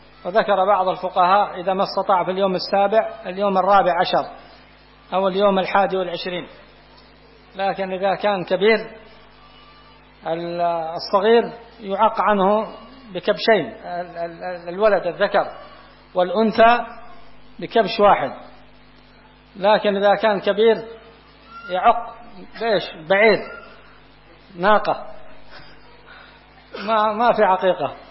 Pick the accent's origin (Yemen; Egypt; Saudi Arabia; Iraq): Yemen; قات عندنا في اليمن قات ما يجوز هذا